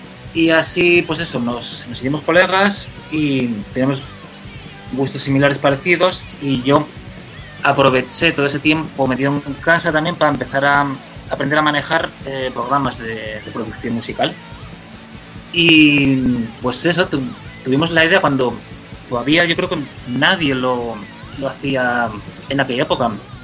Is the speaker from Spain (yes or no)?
yes; Miranda de Ebro, Castile and León, Spain; En mi pueblo, en Miranda de Ebro, no era fácil encontrar gente con los grupos, con los gustos musicales afines a los que tenía yo en aquella época.